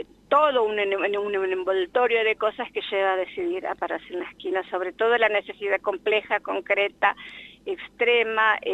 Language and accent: Spanish; Sáenz Peña, Chaco, Argentina; moved away; yo soy de Sáenz Peña. Las dos sabemos lo que es la pobreza y querer salir a progresar.